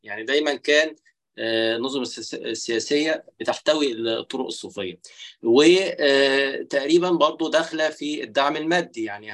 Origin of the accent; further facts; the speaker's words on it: Egypt; يعني مثلا عندنا في مصر